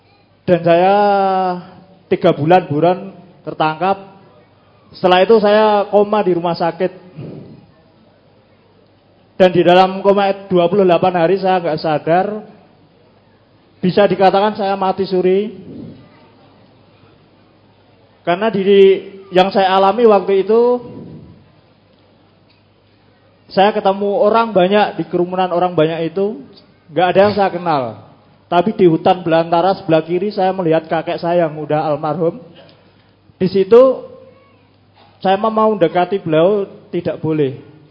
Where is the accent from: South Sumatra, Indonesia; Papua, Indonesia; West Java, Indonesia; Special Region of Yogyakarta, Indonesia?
Special Region of Yogyakarta, Indonesia; Bantul; di daerah Bantul, di kampung halaman saya sendiri, di tempat kelahiran saya.